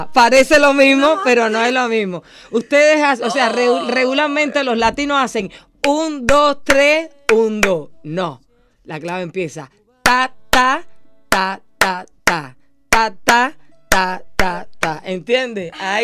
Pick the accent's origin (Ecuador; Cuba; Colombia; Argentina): Cuba; Es lo que nos define como cubanos.